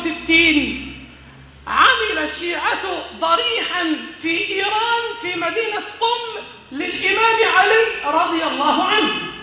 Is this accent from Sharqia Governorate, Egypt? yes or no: no; Aswan, Aswan Governorate, Egypt; الضريح ده بقدرة قادر تحول عندنا في أسوان